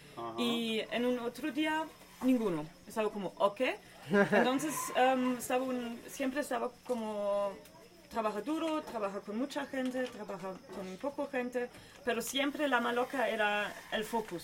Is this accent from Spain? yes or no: no; Germany; Spanish is a second language; De Alemania.